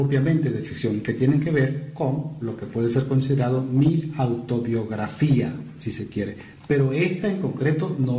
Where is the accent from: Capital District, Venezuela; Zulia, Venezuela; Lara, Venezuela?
Zulia, Venezuela; Los Puertos de Altagracia; also born or lived in Maracaibo; Yo nací en Maracaibo, pero no viví en Maracaibo, viví en los puertos de Altagracia.